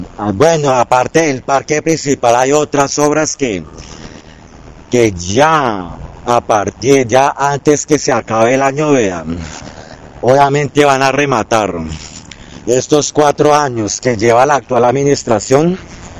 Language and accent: Spanish; Bogotá, Bogotá Capital District, Colombia; born there; now in Choachí, Colombia; no soy de Choachí, nací en Bogotá y vivo acá en Choachí desde hace, ahorita ya en octubre, ya para 7 años.